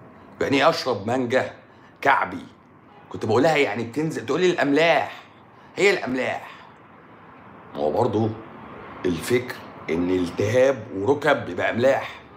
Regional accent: Syria

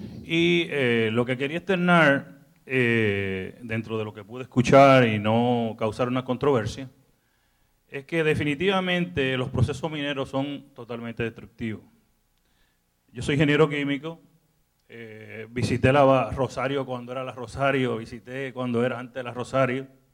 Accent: Dominican Republic; moved away as an adult; now in Arecibo, Puerto Rico; Yo soy ciudadano dominicano, tengo 25 años en Puerto Rico. Vengo de Arecibo.

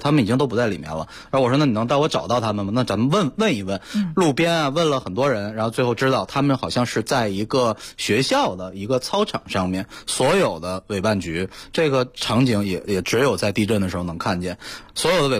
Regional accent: Sichuan, China; 因为我是四川人嘛，又是在四川大学读的大学本科，在那儿待了4年，所以很有感情

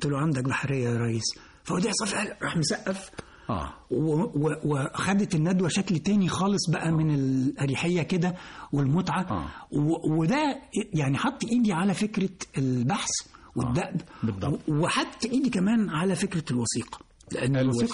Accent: Alexandria, Alexandria Governorate, Egypt; كنا في الإسكندرية وإحنا أنا أصلا إسكندراني يعني.

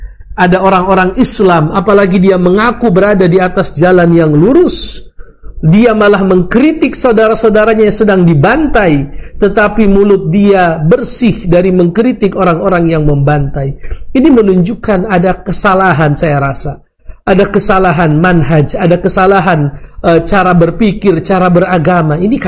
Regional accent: Indonesia; Saya bukan orang Hamas. Saya orang Indonesia.

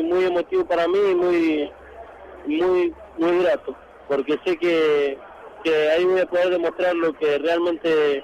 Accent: Mendoza, Argentina; moved away as an adult; now in Buenos Aires, Argentina; a Buenos Aires, vine con lo poco y nada, una mano atrás y otra adelante, vengo a buscar un sueño, tuve que salir de Mendoza porque bueno, lamentablemente ayer no se me dan las posibilidades ni económicas ni de peleas tampoco

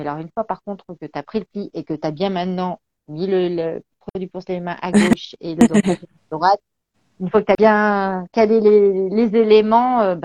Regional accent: Béthune, Hauts-de-France, France; Et en fait, je suis une ch'ti. Voilà, je suis de Béthune, dans le Pas-de-Calais.

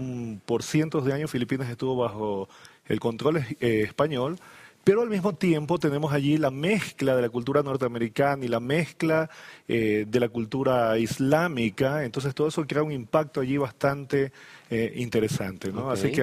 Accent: Ecuador; now in Bolivia; Aunque lo siento como el mío, pero no nací en esta tierra. Uh-huh. Yo vengo desde el Ecuador. Así que conozco Bolivia, muchos lugares y realmente me siento como en mi país, pero no soy de acá.

